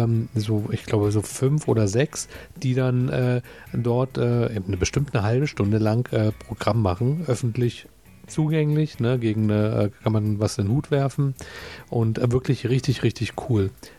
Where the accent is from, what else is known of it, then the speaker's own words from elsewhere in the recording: Berlin, Germany; also ich als Berliner verwechsel die auch immer